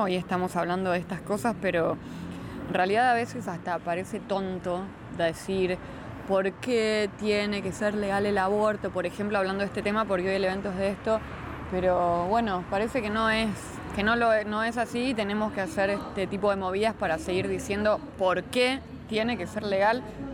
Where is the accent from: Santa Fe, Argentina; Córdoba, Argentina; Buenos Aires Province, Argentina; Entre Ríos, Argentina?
Buenos Aires Province, Argentina; La Plata; Por ahora somos todos platenses, tenemos gente que vive en otros lugares